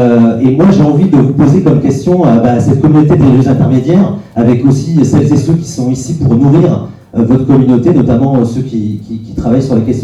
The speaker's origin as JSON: {"language": "French", "town": "Marseille", "region": "Provence-Alpes-Côte d'Azur", "country": "France", "said": "moi, je suis marseillais et je suis nourri d'une expérience depuis assez longtemps d'un contexte en fait qui est très particulier à Marseille."}